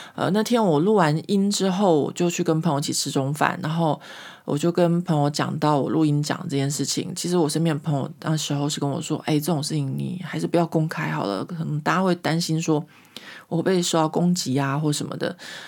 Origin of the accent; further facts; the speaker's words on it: Taiwan; moved away; 因为我离开台湾的时间已经很久了，或者说我小时候就是长大在一个民风保守的台湾哦。